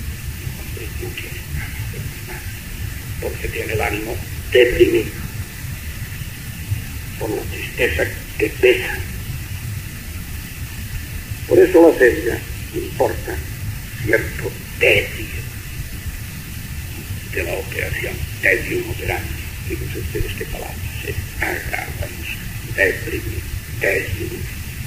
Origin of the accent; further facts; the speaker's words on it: Catalonia, Spain; first language Catalan; Spanish is a second language; hablo en mi lengua catalana, solo me satisface a mí mismo y a mis coterráneos